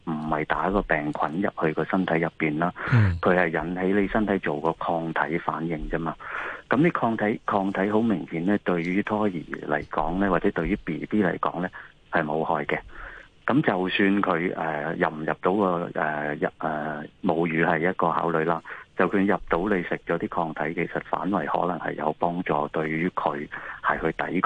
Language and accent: Cantonese; China; 因為譬如我哋中國人有時有一啲固有嘅觀念啊